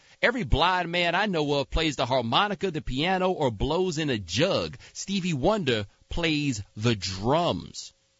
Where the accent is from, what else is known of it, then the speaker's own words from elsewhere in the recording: Texas, United States; Look, I'm from Texas, bruh. I'm just telling you this right now.